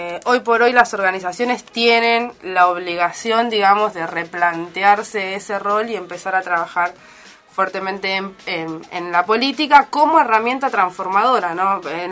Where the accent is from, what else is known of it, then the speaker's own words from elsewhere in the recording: Solano, Buenos Aires Province, Argentina; sobre todo de la zona de la periferia de Solano, de donde soy yo